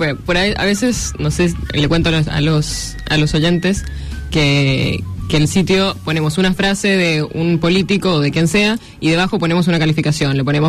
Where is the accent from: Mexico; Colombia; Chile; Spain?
Chile; moved away as an adult; now in Argentina; Yo soy chilena.